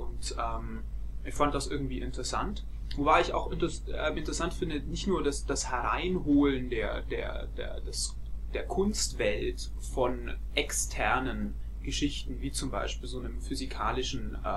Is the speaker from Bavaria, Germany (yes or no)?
yes; Augsburg, Bavaria, Germany; Ja, ich komme aus Augsburg, was man vermutlich auch hört. Bayern.